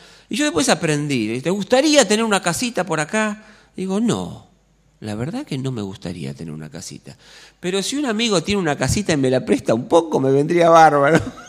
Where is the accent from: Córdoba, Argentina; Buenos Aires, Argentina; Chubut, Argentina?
Buenos Aires, Argentina; Soy un argentino que además vive en Buenos Aires, todo esto que me da identidad, pertenencia.